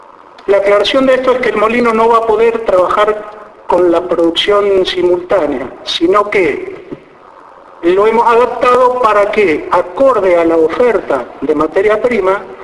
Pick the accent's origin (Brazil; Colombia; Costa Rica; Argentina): Argentina; Alvear; moved away; Yo soy de Alvear, he nacido en Alvear, por cuestiones fortuitas me fui a vivir a otro lado, pero mi raíz está en Alvear.